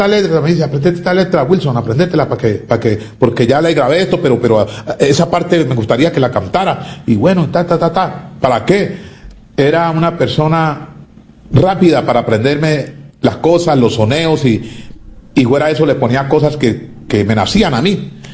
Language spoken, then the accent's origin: Spanish; Cali, Valle del Cauca, Colombia; Como caleño, pues ese era el arrebato mío.